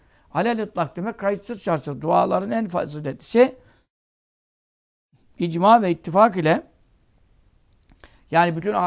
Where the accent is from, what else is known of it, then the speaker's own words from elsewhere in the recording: Ismailia, Ismailia Governorate, Egypt; İsmaila'da doğduk büyüdük 6-7 yaşından beri.